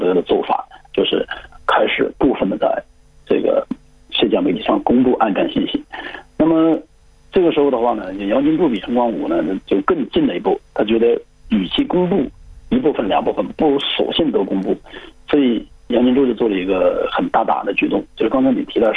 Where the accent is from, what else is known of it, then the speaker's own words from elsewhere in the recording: Hunan, China; 是我们湖南人